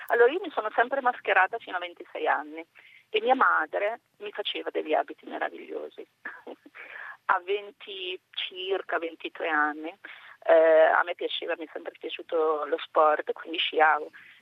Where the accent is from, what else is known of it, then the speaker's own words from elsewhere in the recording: Lombardy, Italy; now in Milano, Italy; io abito a Milano ma vengo dalla Bergamasca, il carnevale, e ho 59 anni